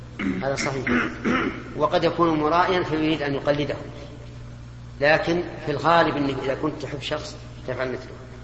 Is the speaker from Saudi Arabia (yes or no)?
yes; Saudi Arabia; انا في ظني الان حتى عندنا في السعوديه غالب المشايخ قبل زمن غير بعيد